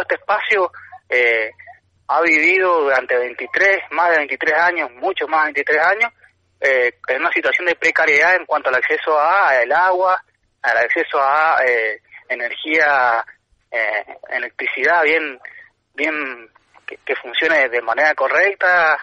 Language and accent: Spanish; Tupungato, Mendoza, Argentina; Nosotros somos de Tupungato, de Coronel Tata, acá de Tunuyán